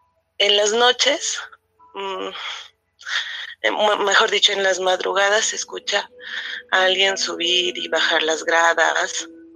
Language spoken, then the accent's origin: Spanish; Cajamarca, Peru; De la ciudad de Cajamarca.